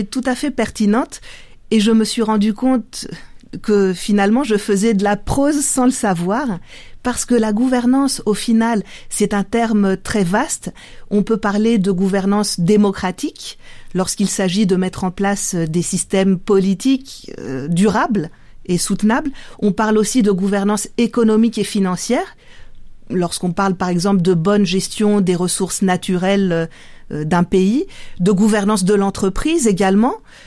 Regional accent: France; C'est d'origine grecque, je suis française d'origine grecque

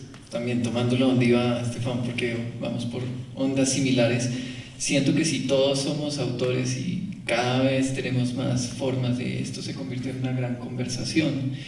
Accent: Colombia; Y crecimos como colombianos creyendo que eso era el gran patrimonio nuestro.

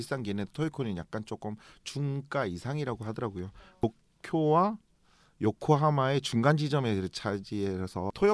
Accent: Busan, South Korea; 저 원래 고향이 부산이에요.

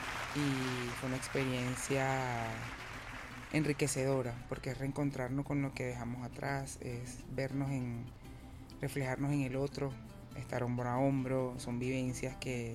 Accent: Caracas, Capital District, Venezuela; En la parroquia Caricuao, pero criada en La Vega.

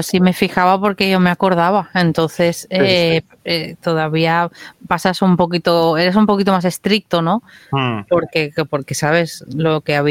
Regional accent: Barcelona, Catalonia, Spain; yo nací en Barcelona, entonces yo veía las imágenes esas

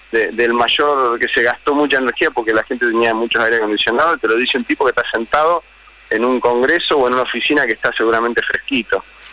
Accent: Neuquén, Argentina; En mi provincia, yo soy de Neuquén, no es un tema menor lo que él está diciendo.

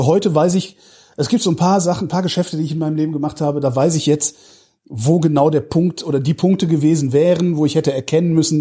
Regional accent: Cologne, North Rhine-Westphalia, Germany; born there; als ich komme aus Köln gebürtig

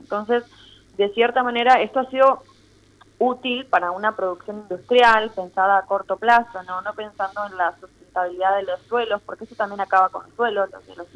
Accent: Gualeguaychú, Entre Ríos, Argentina; yo nací en Gualeguaychú y en la escuela a la que iba teníamos una pequeña huerta

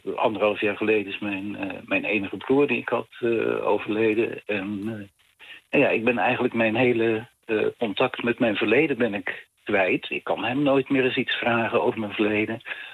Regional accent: Honselersdijk, South Holland, Netherlands; ik kom oorspronkelijk uit het Westlandse dorp Honselersdijk.

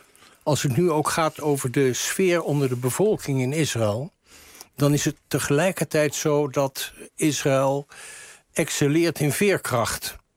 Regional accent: Rotterdam, South Holland, Netherlands; dat ook ik dat als Rotterdammer betreur.

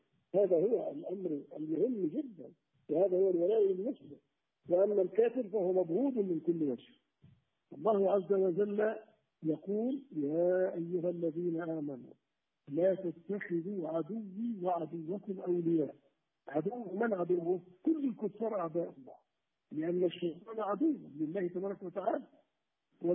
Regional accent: Algeria; أنا كمسلم، مثلا أنا مواطن جزائري

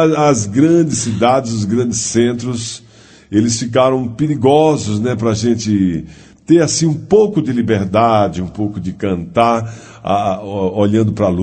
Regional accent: Sergipe, Brazil; É como minha terra também, Sergipe, são 500 mil habitantes, de 500 a 600 mil habitantes. Então, lá também é um interiorzão.

